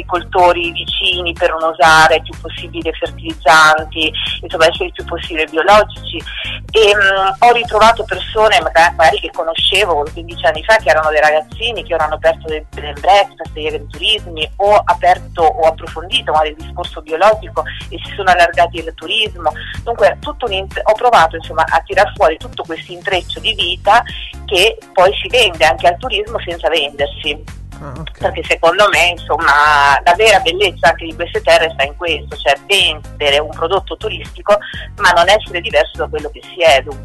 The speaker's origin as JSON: {"language": "Italian", "region": "Marche", "country": "Italy", "lives_now": "Emilia-Romagna, Italy", "said": "sono tornata nelle Marche, nella zona del Fermano, da cui, insomma, la mia terra natale, perché ora vivo in Emilia, però sono marchigiana."}